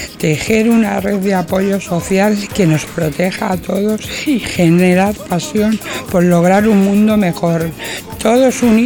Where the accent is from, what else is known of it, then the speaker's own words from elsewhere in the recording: Almorox, Castilla-La Mancha, Spain; yo soy de Almorós, de la provincia de Toledo